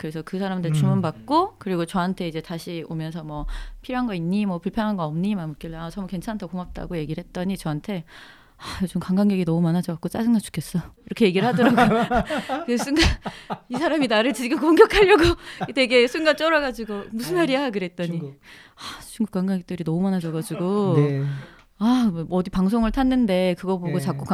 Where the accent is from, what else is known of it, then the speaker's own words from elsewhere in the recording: South Korea; 왜냐하면은 우린 한국 사람인데 영어를 못한 게 당연하고